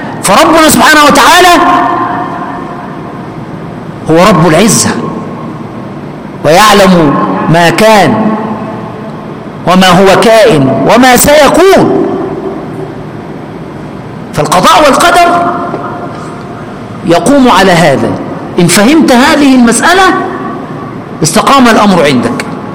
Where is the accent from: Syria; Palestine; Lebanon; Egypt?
Egypt; وكان الوزغ اللي بنسميه عندنا في مصر البرص كان ينفخ فيها